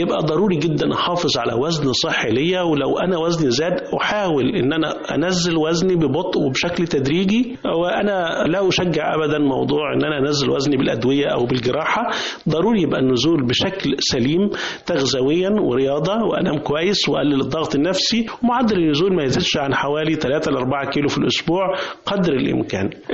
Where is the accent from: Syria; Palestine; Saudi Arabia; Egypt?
Egypt; اكله الفول المحببه لينا كمصريين فيها اوميجا 3